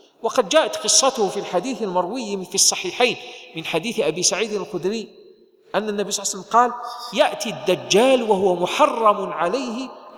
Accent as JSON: {"language": "Arabic", "country": "Algeria", "said": "نحن في بلدنا الجزائر نحن الآن نعيش نعمة عظيمة أيها الإخوة"}